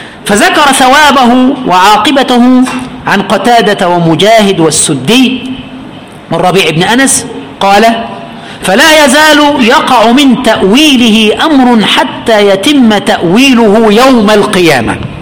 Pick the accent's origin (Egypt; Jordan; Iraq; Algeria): Egypt; عند الجميع عندنا في مصر